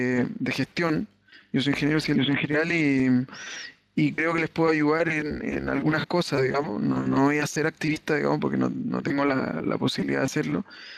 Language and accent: Spanish; Viña del Mar, Valparaíso, Chile